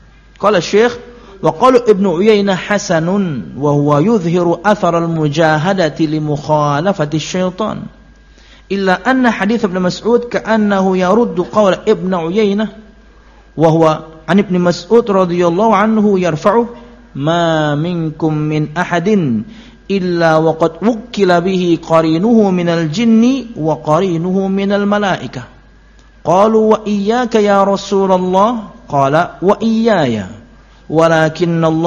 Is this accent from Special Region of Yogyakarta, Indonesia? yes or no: no; Telawang, South Kalimantan, Indonesia; Saya dulu dari Telawang.